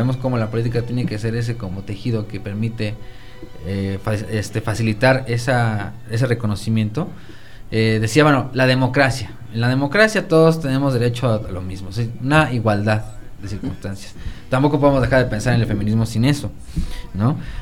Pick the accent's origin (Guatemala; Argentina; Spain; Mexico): Mexico; nosotros, como mexicanos, en nuestra realidad